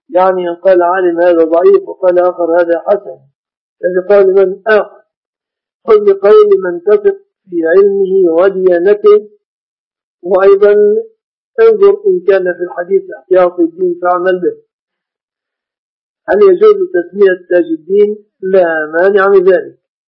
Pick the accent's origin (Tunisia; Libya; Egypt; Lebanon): Egypt; فالمرأة عندنا في مصر في مصر يقولون هذه سلفة فلان